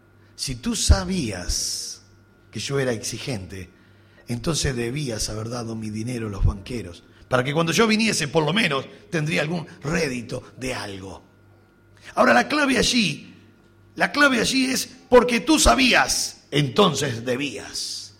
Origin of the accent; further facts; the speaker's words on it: Uruguay; como uruguayo que soy y racionalista que somos, somos pensadores.